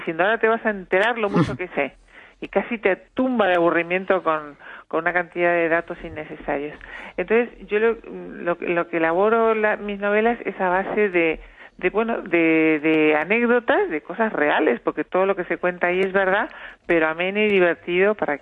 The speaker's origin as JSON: {"language": "Spanish", "country": "Uruguay", "said": "yo soy uruguaya"}